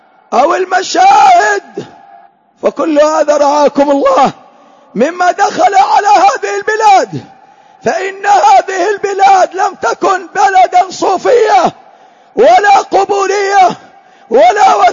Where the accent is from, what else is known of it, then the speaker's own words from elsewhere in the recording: Hadhramaut, Yemen; من المخالفات التي انتشرت في بلادنا حضرموت